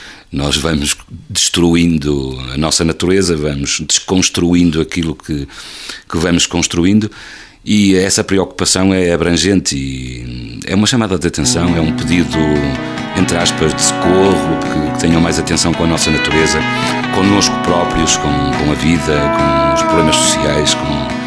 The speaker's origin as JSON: {"language": "Portuguese", "country": "Portugal", "said": "somos portugueses, vamos assumir a nossa língua, vamos divulgá-la o máximo possível."}